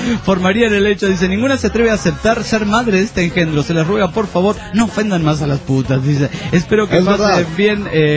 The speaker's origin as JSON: {"language": "Spanish", "country": "Argentina", "said": "y eso que soy argentino"}